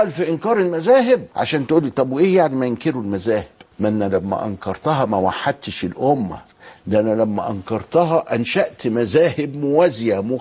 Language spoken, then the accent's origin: Arabic; Egypt; لغاية ما بقينا عندنا في مصر هنا 22 فرقة من